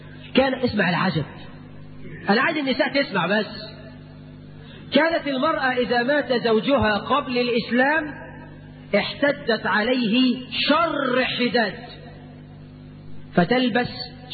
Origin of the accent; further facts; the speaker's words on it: Egypt; قرات في جريده جريده في هنا عندنا في مصر